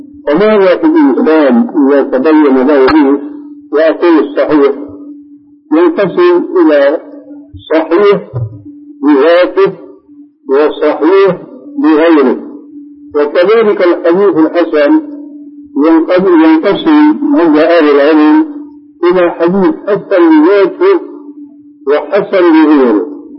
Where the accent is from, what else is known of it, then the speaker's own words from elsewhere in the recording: Syria; عندنا في سوريا كان شاهد قصه رجل في الحرب